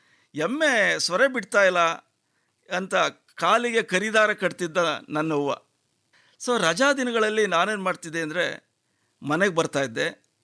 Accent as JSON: {"language": "Kannada", "town": "Boppasamudra", "region": "Karnataka", "country": "India", "tie": "born or raised there", "said": "ಮಂಡ್ಯ ಜಿಲ್ಲೆ ಮದ್ದೂರು ತಾಲೂಕು ಬೊಪ್ಪ ಸಮುದ್ರ ನನ್ನ ಹಳ್ಳಿ. ನಮ್ಮದು ಒಂದು ಕೂಡೊಟ್ಟಿನ ಕುಟುಂಬ."}